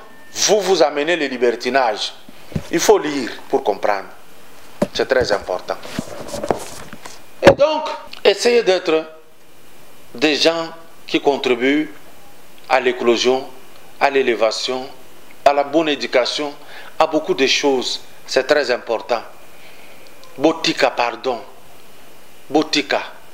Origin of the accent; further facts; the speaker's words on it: Katanga, DR Congo; Chez moi au Katanga